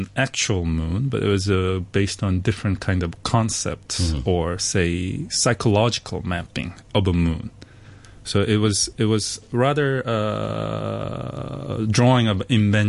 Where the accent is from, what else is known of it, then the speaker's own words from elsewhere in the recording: Busan, South Korea; English is a second language; now in Hong Kong; I'm originally from Korea, and I grew up in this city called Busan, which is very south part of Korea. So I always grew next to water.